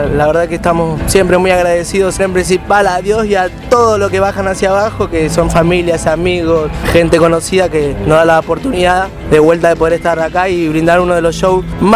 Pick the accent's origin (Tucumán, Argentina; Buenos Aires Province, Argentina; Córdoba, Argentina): Buenos Aires Province, Argentina; Merlo; yo soy de Merlo, Libertad, pero soy del oeste.